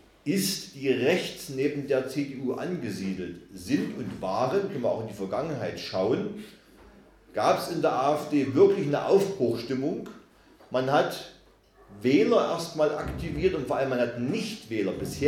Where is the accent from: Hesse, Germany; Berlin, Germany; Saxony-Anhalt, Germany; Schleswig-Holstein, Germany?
Saxony-Anhalt, Germany; wurde gesagt, ich komme aus Sachsen-Anhalt, aus dem schönen Burgenlandkreis. Ich wohne, lebe, bin verwurzelt direkt im Dreiländereck, also in der Mitte von Mitteldeutschland. Man könnte also sagen, der Mitte Europas. Ich komme aus einer Gegend, da habe ich es 10 Minuten bis Thüringen